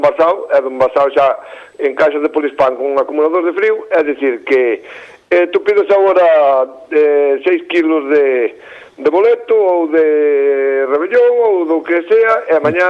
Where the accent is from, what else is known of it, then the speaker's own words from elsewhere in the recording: Galicia, Spain; 3 somos galegos e 1 catalán